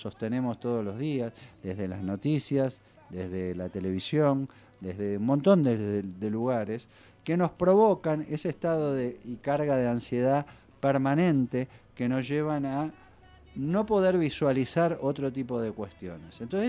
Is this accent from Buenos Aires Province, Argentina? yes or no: yes; Tandil, Buenos Aires Province, Argentina; now in Bariloche, Argentina; que se volvía a su pueblo, que es mi pueblo también, que es Tandil.